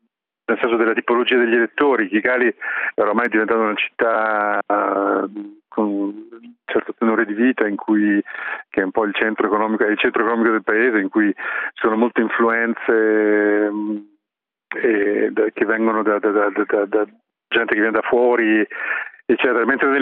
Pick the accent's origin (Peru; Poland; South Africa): South Africa; io vengo dal Sudafrica, dove tutti quanti sanno che è un paese che, sì, estremamente, dove c'è il crimine